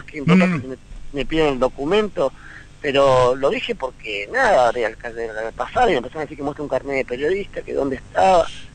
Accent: La Plata, Buenos Aires Province, Argentina; para volver a Ciudad de la Plata, de donde soy yo

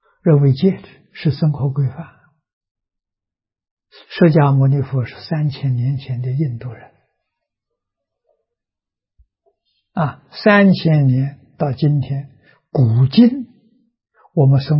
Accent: China; 我中国人有中国人生活习惯，有中国人文化。

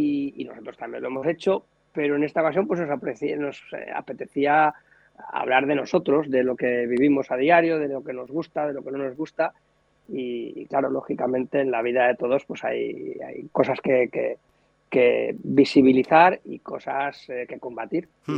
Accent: Barcelona, Catalonia, Spain; en la banda nosotros somos de Barcelona, de los alrededores, ¿no?, de la periferia, y hablamos pues en catalán y hablamos en castellano

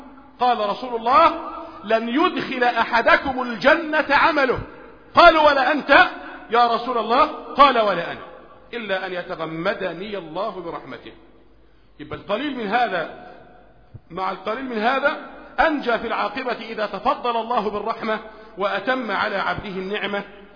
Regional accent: Egypt; لان احنا عندنا في مصر ما عندنا صحوة منهجية

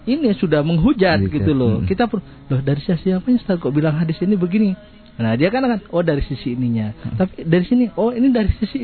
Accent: East Java, Indonesia; kita orang Jawa Timur

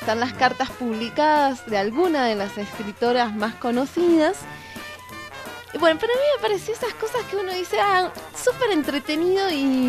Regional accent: Argentina; Se pegan hasta con boligoma, diríamos, en mi país. Que solamente la gente argentina me acaba de entender.

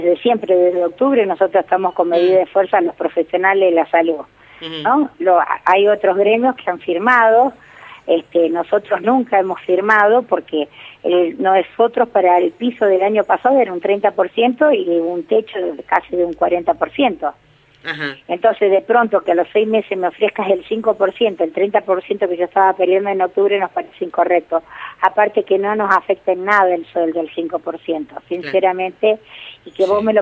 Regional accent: Santa Fe, Argentina; yo soy de otra provincia, soy de provincia de Santa Fe.

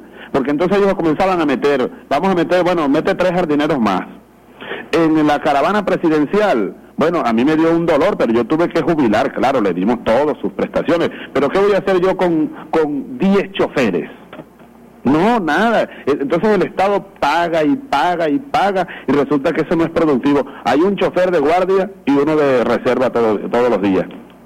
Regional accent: Venezuela; como venezolano, como joven, como hombre de esta revolución

